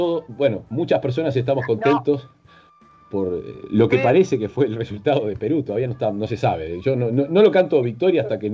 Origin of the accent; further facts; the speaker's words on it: Uruguay; Porque somos muy parecidos a los argentinos, casi somos argentinos, pero no somos, somos como una provincia independiente.